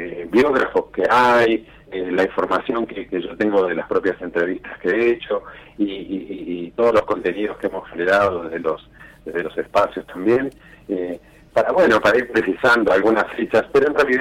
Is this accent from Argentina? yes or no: yes; Neuquén, Argentina; now in Buenos Aires, Argentina; Pero yo como que soy neuquino, entonces puedo, aunque estoy en Buenos Aires, identifiqué ese detalle.